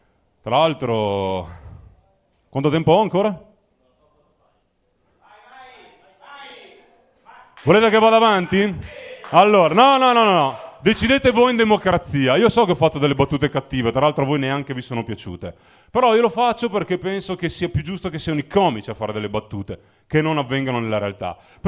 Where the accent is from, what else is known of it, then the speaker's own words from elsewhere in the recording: Mozzecane, Veneto, Italy; perché non sono di Milano, sono di Verona, sono di un paese della provincia di Verona che si chiama Mozzecane.